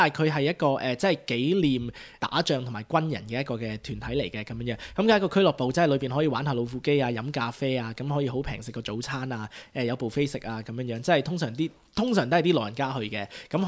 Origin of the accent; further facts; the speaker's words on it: Australia; 喺西方國家咧，尤其是即係我喺度長大啦，即係我成日都講去 RSL 食布飛嘅，因為我哋喺澳洲係即係好興咧